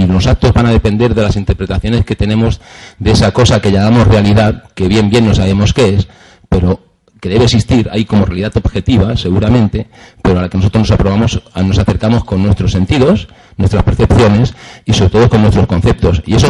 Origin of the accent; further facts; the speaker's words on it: Region of Murcia, Spain; cerca de mi pueblo, un pueblo que está allí en las orillas del Mar Menor